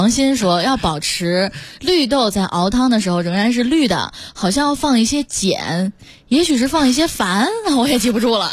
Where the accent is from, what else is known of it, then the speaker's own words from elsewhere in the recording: northern China, China; 作为一个北方人，纯北方人